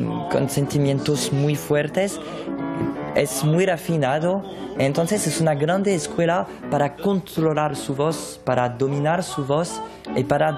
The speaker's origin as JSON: {"language": "Spanish", "country": "France", "first_language": "fr", "second_language": "Spanish", "said": "Soy francés, me siento francés, y cuando canto en francés pienso que puedo dar una cosa más íntima de yo, de mí"}